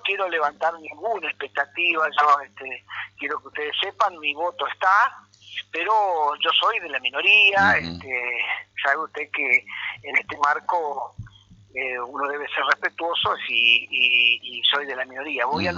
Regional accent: Chajarí, Entre Ríos, Argentina; now in Federación, Argentina; Yo vivo en Federación, desde lo familiar vivo en Federación y desde lo laboral y desde mi vida, de toda mi vida, soy de Chajarí

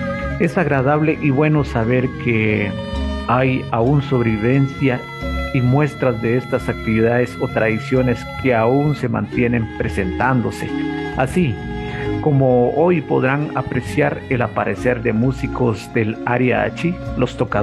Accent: San Miguel Chicaj, Baja Verapaz, Guatemala; born or raised there

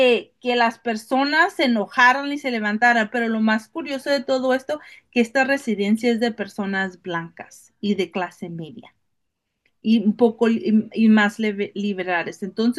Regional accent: Tijuana, Baja California, Mexico; also born or lived in San Diego; yo crecí entre Tijuana y San Diego cruzando todos los días y tengo el conocimiento, un poco el conocimiento del gobierno mexicano y Estados Unidos y cómo navegar las lenguas.

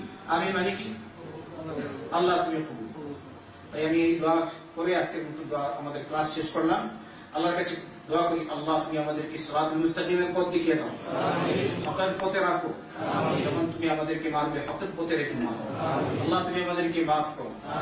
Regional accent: Bangladesh

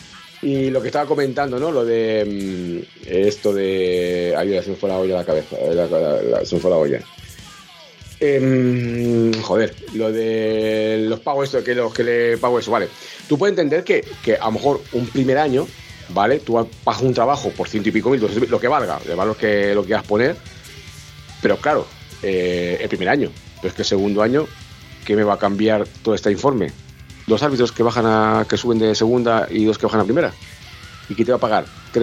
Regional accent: Valladolid, Castile and León, Spain; que además de mi tierra, Valladolid

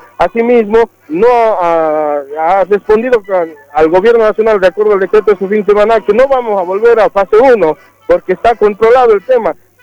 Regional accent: Bolivia; como comunidad boliviana

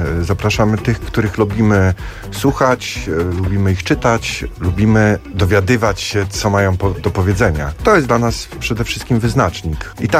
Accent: Wrocław, Lower Silesian Voivodeship, Poland; ja z Wrocławia jestem, tak.

